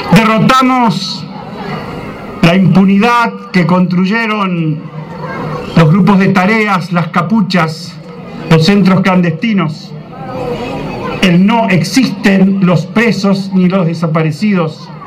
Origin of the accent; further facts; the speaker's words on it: Santa Fe, Argentina; Yo soy santafesino